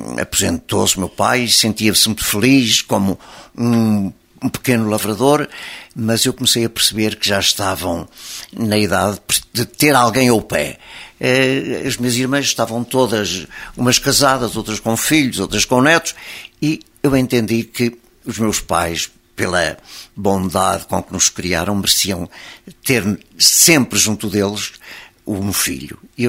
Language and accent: Portuguese; Lisbon, Portugal; born there; Eu nasci em Lisboa no dia 29 de julho de 1927, às 5:30 da tarde.